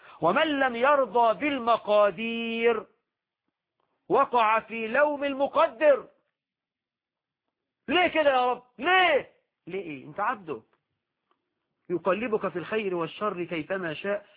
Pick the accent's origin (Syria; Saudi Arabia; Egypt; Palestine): Egypt; فأمثالنا احنا كمصريين يقولوا